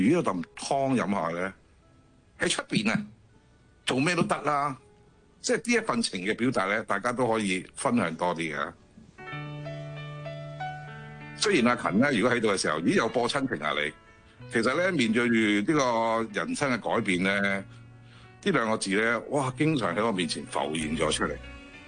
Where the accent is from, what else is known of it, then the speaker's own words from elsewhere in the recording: Guangdong, China; 我哋廣東人係嘛，要飲湯噶嘛。